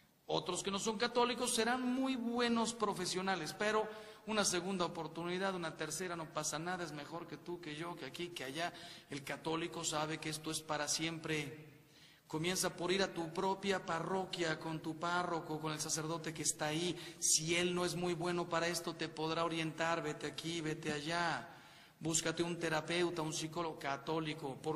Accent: Mexico; Los mexicanos, y yo soy mexicano

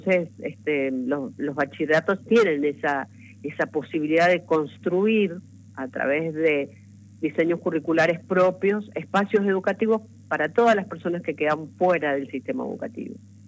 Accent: Mendoza, Argentina; vengo de Mendoza, pero voy a estar en la marcha con ustedes

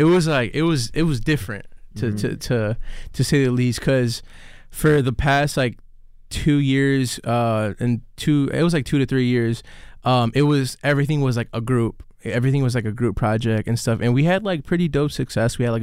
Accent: Chicago, Illinois, United States; Like I was raised in Humboldt Park, so I couldn't go out much.

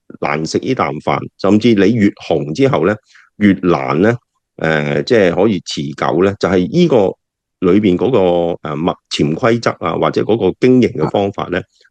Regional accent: Hong Kong; 甚至做呢啲咁嘅我哋香港人叫 KLF

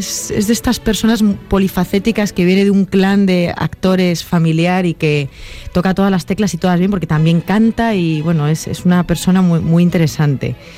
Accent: Valladolid, Castile and León, Spain; now in Madrid, Spain; yo tengo la peculiaridad de que soy una vallisoletana afincada en Madrid

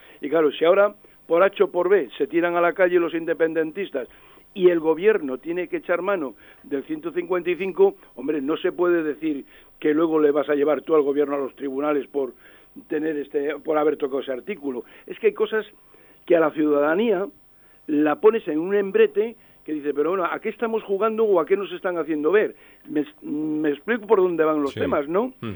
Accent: Spain; nosotros, como españoles

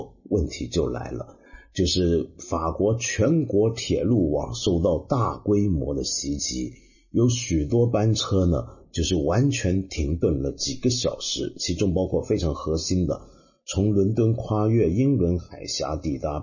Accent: China; 我说的就是我们中国人很熟悉

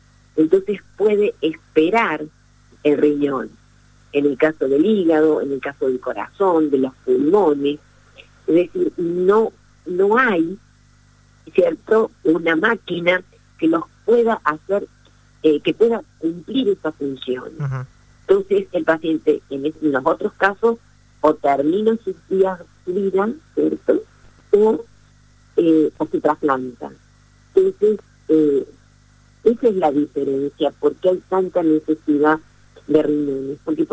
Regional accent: Argentina; nosotros como argentinos hemos tenido y seguimos teniendo una de las leyes de más avanzada en el mundo

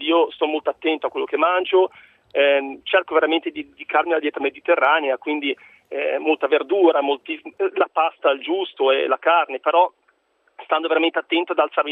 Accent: Genoa, Liguria, Italy; Poi da buon genovese, ahimè, anche la focaccia ho dovuto cominciare un po' ad abbassarne

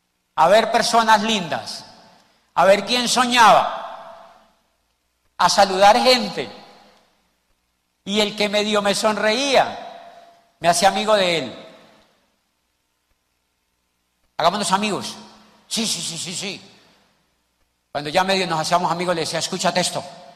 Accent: Neiva, Huila, Colombia; now in Cali, Colombia; yo llegué, invitados, de Popayán hace 12 años a Cali. Yo soy de Neiva, del monte.

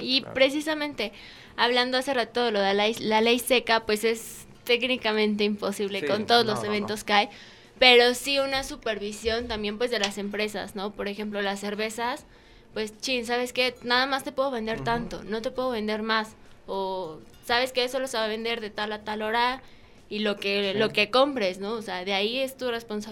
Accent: Huamantla, Tlaxcala, Mexico; pero pues somos los mismos de Huamantla los que dejamos que haya esos cambios

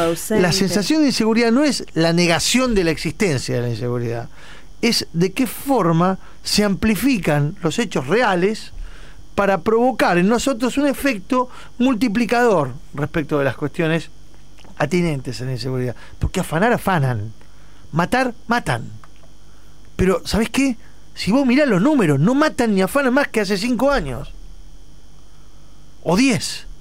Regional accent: Buenos Aires, Argentina; Yo soy de Flores, del barrio de Flores.

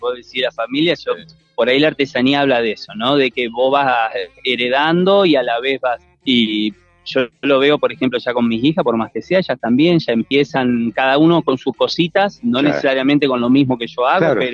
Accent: Santa Fe, Argentina; Soy de Santa Fe Capital, ajá.

